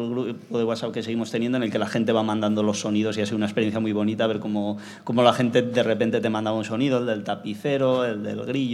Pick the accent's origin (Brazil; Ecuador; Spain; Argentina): Spain; Ibiza, Balearic Islands; moved away; Allá en mi tierra no hay la costumbre de las charangas, allí en Ibiza no hay charangas.